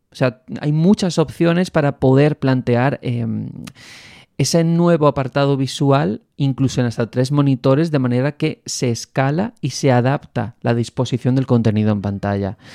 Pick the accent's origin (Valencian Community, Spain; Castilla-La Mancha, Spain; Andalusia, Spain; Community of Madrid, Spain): Andalusia, Spain; cada vez que digo el nombre temo equivocarme porque como andaluz me resulta un poco complicado